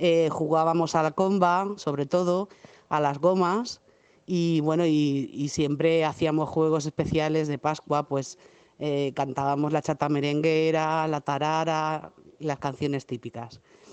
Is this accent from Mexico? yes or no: no; Valencia, Valencian Community, Spain; Yo cuando era pequeña vivía en Marchalenes, muy cerca del río